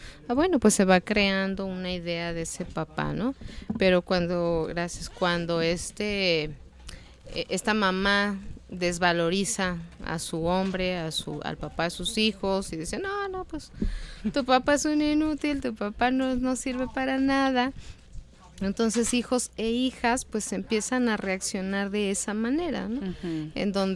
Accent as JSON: {"language": "Spanish", "region": "Mexico City", "country": "Mexico", "tie": "born there", "said": "Nacimos en la Ciudad de México, entonces pues siempre nos llevaba caminando."}